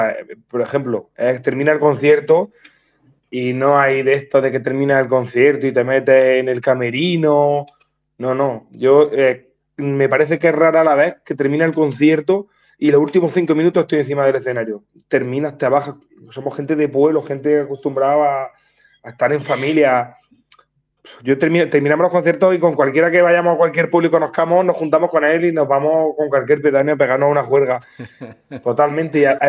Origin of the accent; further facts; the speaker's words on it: Orcera, Andalusia, Spain; somos de un pueblo pequeño, somos de Orcera, no sé si lo conocerán, o David Broncano, de la Resistencia, pero el pueblo es pequeñito.